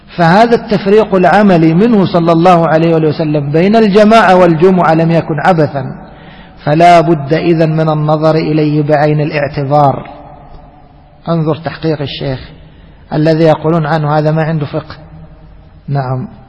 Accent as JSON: {"language": "Arabic", "country": "Egypt", "said": "عندنا في مصر تجد في الشارع الواحد بين كل مسجد والآخر ماذا تقول 15 متر 20 متر"}